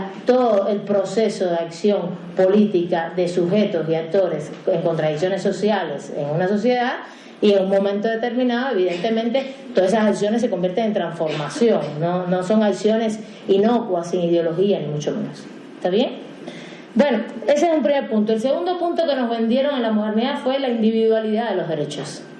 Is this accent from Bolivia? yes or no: no; Cuba; yo vengo de Cuba y conozco bien la legislación por allá